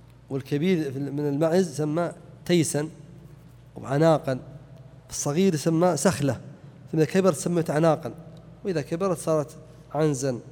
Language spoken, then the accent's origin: Arabic; Najd, Saudi Arabia; لأنه يصعب خاصة عندنا في نجد أن تباع الإبل بكميات كثيرة وهي صغيرة